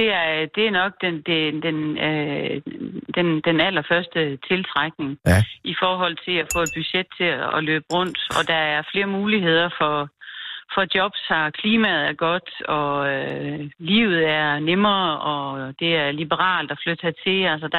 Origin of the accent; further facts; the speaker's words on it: Herning, Central Denmark Region, Denmark; jeg kommer oprindeligt fra Herning.